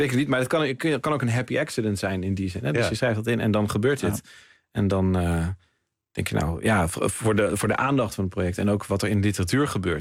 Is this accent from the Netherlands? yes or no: yes; Haarlem, North Holland, Netherlands; Ik kwam zelf van Haarlem